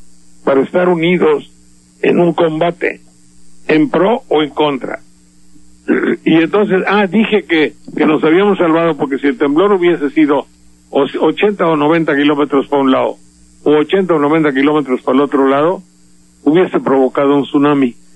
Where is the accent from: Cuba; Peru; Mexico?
Mexico; las gentes de mi pueblo, de por acá, de México en general